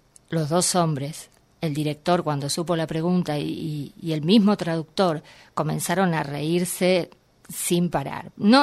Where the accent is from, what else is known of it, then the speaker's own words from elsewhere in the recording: Buenos Aires, Argentina; now in Villa Berna, Argentina; yo soy de Buenos Aires, viví toda mi vida acá. Hice algunas incursiones de intentar vivir en el interior, pero concretamente hace 5 años me fui a vivir a la provincia de Córdoba, a un pueblo que se llama Villa Berna, donde somos 109 habitantes